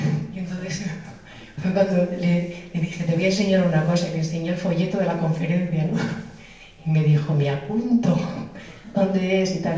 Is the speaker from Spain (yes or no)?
yes; Barakaldo, Basque Country, Spain; Y en Maracaldo, en mi pueblo, estuve levantando varias